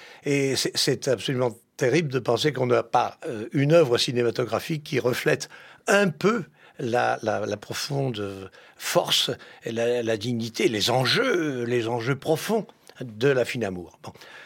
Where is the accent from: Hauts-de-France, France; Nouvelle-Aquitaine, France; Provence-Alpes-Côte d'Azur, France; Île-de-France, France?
Île-de-France, France; Paris; also born or lived in Limousin; Moi, je ne suis qu'une pièce rapportée là-bas. Car je viens de Paris, je suis né à Paris.